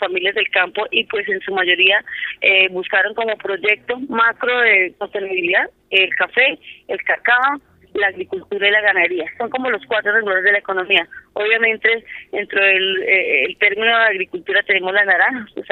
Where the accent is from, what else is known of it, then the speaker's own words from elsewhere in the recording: Cundinamarca, Colombia; Nosotros somos de Río Negro Alto, que somos San Cayetano, Villagómez, Paime.